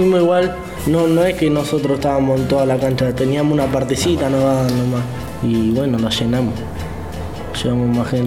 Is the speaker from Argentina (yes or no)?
yes; Mar del Plata, Buenos Aires Province, Argentina; De acá de Mar del Plata.